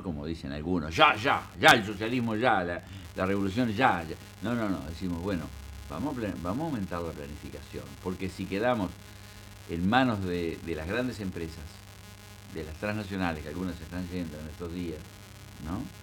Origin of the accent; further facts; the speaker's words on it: Paysandú, Uruguay; yo quiero hablar de mi pueblo, dije en la reunión, que es ese Paysandú.